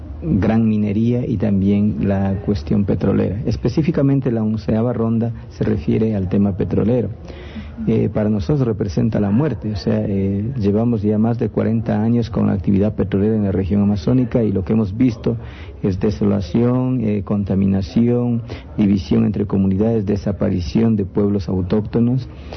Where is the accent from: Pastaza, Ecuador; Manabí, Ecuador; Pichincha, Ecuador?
Pastaza, Ecuador; Sarayacu; Yo soy de Sarayacu, crecí en Sarayacu, nací en Sarayacu